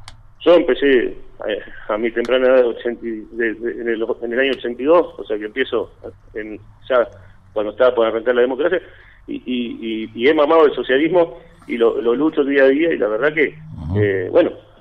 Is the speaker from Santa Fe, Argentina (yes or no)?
no; Cipolletti, Río Negro, Argentina; Somos los dos de Cipolletti, ¿sí?